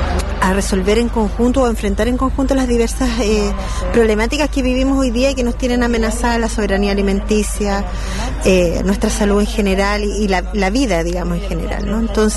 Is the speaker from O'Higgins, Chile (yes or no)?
no; Peñalolén, Santiago Metropolitan Region, Chile; vengo de Santiago, de la comuna de Peñalolén